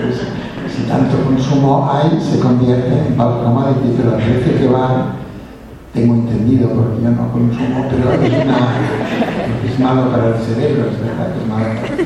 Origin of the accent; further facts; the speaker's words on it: Catalonia, Spain; first language Catalan; Spanish is a second language; yo soy indígena catalán porque hablo catalán, de lengua materna